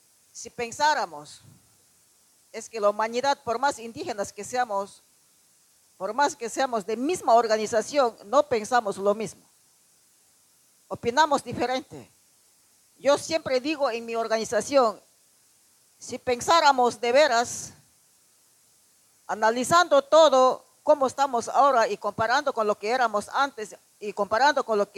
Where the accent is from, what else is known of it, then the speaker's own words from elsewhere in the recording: Ecuador; Voy a responder toda la verdad lo que sucede en mi país, en el Ecuador.